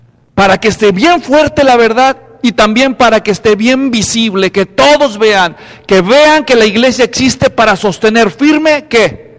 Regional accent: Mexico; born there; Hay, en mi país, donde yo nací, en México

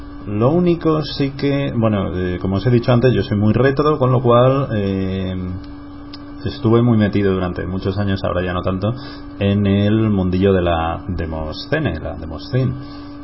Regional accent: Alicante, Valencian Community, Spain; yo soy de Alicante

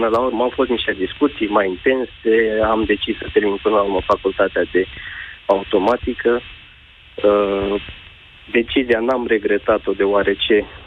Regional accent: Craiova, Dolj, Romania; Sunt din Craiova.

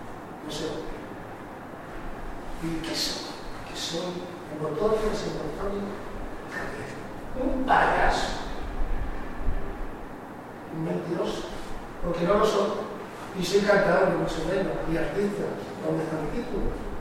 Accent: Castile, Spain; Ah, qué sevillano me gustaría ser. Pero bueno, soy castellano.

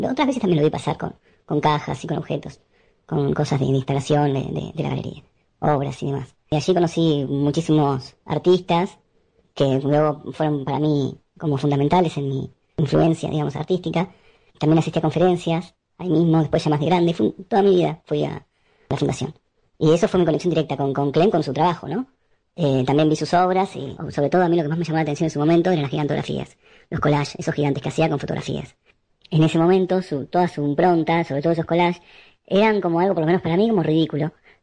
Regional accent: La Plata, Buenos Aires Province, Argentina; fui a la Facultad de Arte de La Plata. Yo soy de La Plata

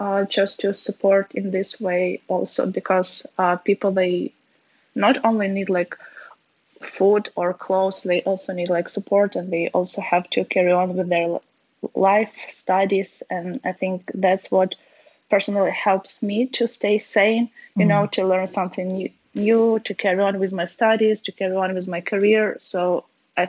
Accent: Ukraine; English is a second language; I will also will go and see my family in my hometown, which is like 200 kilometers from Lviv

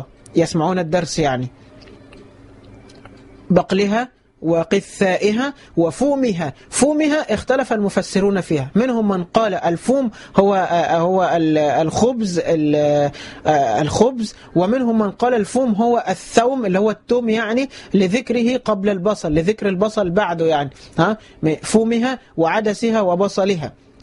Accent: Egypt; هل المقصود بها مصر اللي هي مصرنا بلدنا مصر

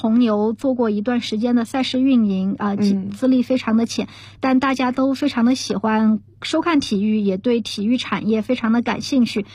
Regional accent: Chengdu, Sichuan, China; 都是从小长在中国的我几乎没有见过的。我是成都人，所以很小的时候去看四川全兴队的比赛

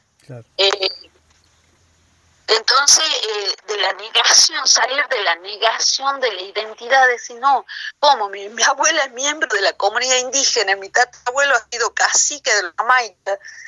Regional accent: Argentina; nosotros como argentinos tenemos la obligación de cumplir y hacer cumplir la Constitución

